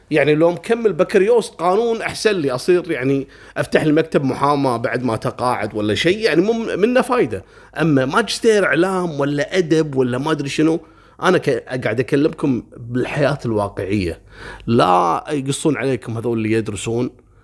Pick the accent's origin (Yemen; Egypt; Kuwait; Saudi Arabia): Kuwait; وتعرفون أنا من الكويت وأروح البحرين يعني حتى الطيران ما تسوى الطيارة